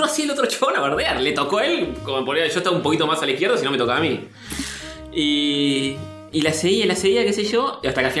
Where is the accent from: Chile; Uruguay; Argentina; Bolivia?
Argentina; Yo soy argentino